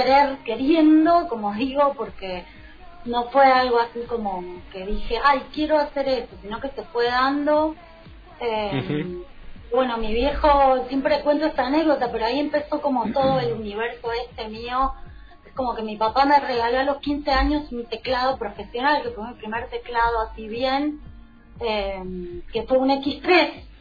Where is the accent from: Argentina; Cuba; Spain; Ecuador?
Argentina; Mendoza; now in Buenos Aires, Argentina; nací en Mendoza, como que me deformé en Mendoza. Tuve toda mi formación artística así en Mendoza. Sí. Bueno, y después me vine para acá, para Buenos Aires, a tipo de joven, cuando terminé los estudios